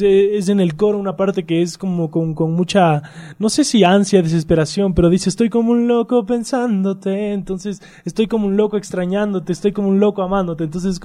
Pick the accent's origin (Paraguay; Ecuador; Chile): Ecuador; Quito, Pichincha; born there; Bueno, yo nací en Quito, soy quiteño. Soy estudiante, tengo 18 años recién